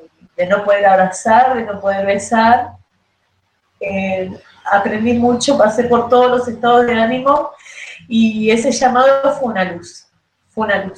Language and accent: Spanish; Berazategui, Buenos Aires Province, Argentina; tengo 41 años, soy de Berazategui